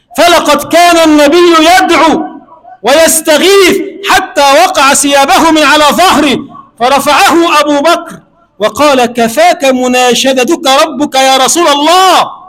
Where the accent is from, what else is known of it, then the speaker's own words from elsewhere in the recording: Egypt; اللهم اجعل بلدنا مصر بلدا آمنا مطمئنا